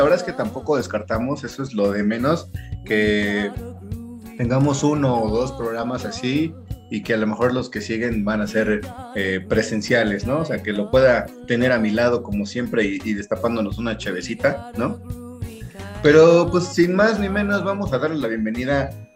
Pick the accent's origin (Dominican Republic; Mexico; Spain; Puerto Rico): Mexico; como buenos mexicanos, siempre la sufrimos, ¿no?